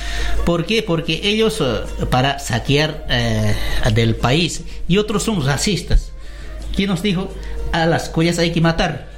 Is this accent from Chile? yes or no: no; Bolivia; Nosotros como bolivianos tenemos que estar viviendo en nuestro país como bolivianos.